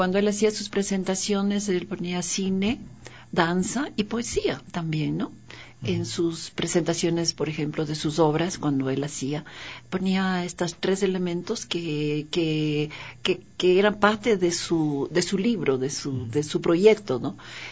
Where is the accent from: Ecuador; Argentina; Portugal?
Ecuador; Quito, Pichincha; Porque yo, para mí era Quito, mi ciudad, mi país, mi continente, mi todo.